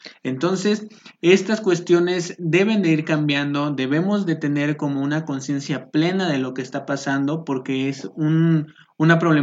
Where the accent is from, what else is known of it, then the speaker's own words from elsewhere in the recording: Chilpancingo, Guerrero, Mexico; now in Mexico City, Mexico; yo soy originario de Guerrero, del estado de Guerrero, específicamente de la capital, que es Chilpancingo. Es una ciudad pues prácticamente pequeña, en donde son alrededor de 240,000 habitantes en Chilpancingo.